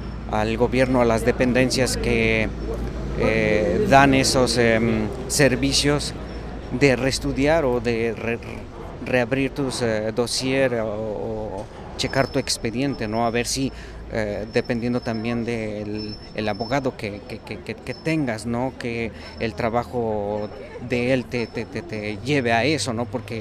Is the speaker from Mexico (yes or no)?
yes; Mexico; moved away; yo salí de México por cuestiones de seguridad